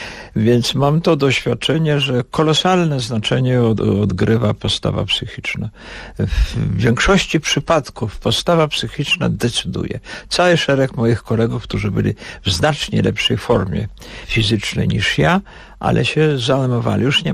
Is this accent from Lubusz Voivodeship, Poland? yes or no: no; Warsaw, Masovian Voivodeship, Poland; also born or lived in Vilnius, Lithuania; mam bardzo bliskie węzy, tak powiem, emocjonalne z Wilnem, ale moim miastem jest Warszawa, w której dorastałem, w której chodziłem do gimnazjum, do szkoły, brałem udział w powstaniu, prawda, przeżyłem całą okupację, także to jest Warszawa.